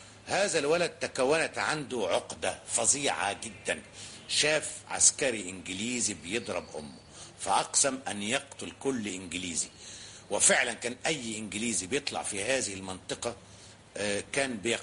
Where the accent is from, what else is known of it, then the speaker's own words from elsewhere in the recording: Cairo, Cairo Governorate, Egypt; born there; انا من مواليد السيده زينب